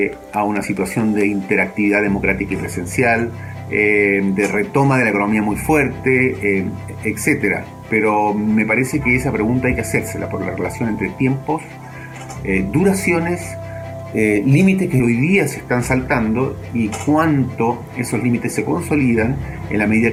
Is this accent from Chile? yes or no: yes; Chile; de Chile.